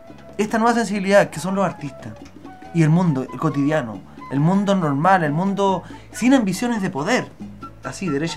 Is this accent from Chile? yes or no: yes; Chile; Pero somos los chilenos normales y sobre todo apoyados por la cultura.